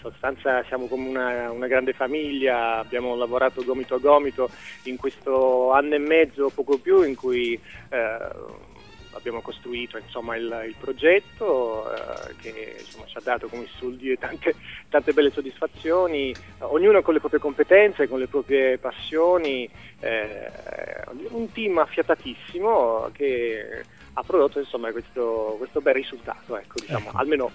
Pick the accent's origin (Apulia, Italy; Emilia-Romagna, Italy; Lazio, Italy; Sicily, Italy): Apulia, Italy; moved away as an adult; also born or lived in Milan; E poi praticamente la vita ha voluto che ritornassi nella mia amatissima Puglia